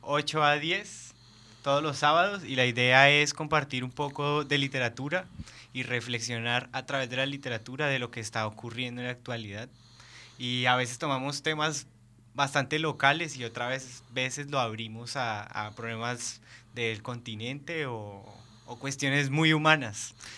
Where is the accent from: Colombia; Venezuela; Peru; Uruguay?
Colombia; Bogotá, Bogotá Capital District; moved away; Soy de Bogotá.